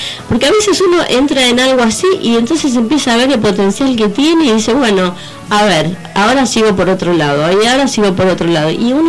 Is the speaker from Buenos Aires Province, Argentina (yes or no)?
yes; Hurlingham, Buenos Aires Province, Argentina; nosotros somos de Hurlingham.